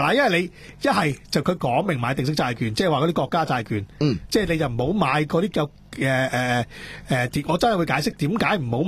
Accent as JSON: {"language": "Cantonese", "country": "Hong Kong", "said": "因为我哋香港人都系打工仔啦，个个都系强积金嘅"}